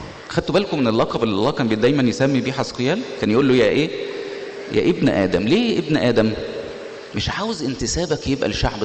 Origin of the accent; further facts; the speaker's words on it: Egypt; احنا في النهاية كل واحد فينا شايل هويته في جيبه انه مصر، فبيبقى في حساسية شوية لما الواحد يبقى مصري